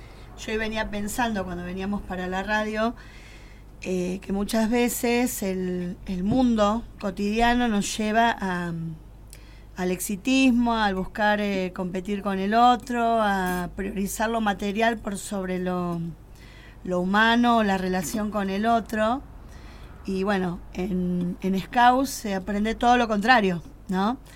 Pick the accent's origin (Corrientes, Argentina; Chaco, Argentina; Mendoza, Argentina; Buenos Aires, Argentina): Buenos Aires, Argentina; moved away; Nosotros no comenzamos acá, hace 3 años que nos mudamos, éramos de Buenos Aires, de la zona